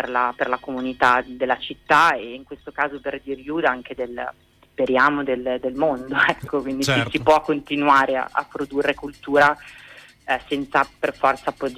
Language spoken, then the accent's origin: Italian; Milan, Lombardy, Italy; accent: Milanese; also born or lived in Turin; now in Bologna, Italy; Vengo da anni di Torino, adesso Bologna, per cui sto perdendo il mio accento milanese, però sì, sono milanese.